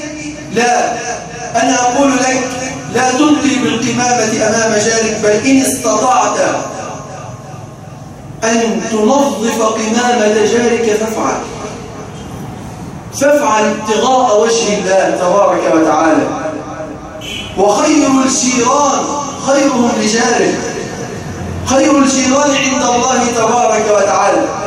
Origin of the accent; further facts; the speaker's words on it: Egypt; اللهم اجعل بلدنا مصر سخاء وقهرا